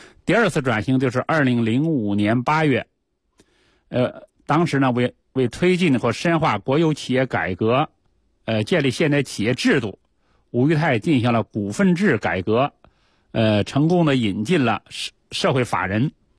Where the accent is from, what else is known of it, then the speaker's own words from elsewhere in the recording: Beijing, China; 以前都是我们北京人都住四合院嘛